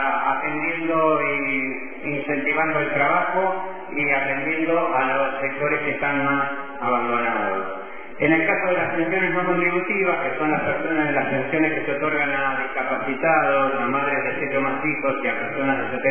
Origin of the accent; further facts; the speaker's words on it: Junín, Buenos Aires Province, Argentina; also born or lived in Spain; yo soy de Junín.